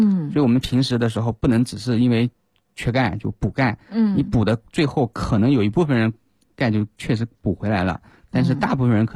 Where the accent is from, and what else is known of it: China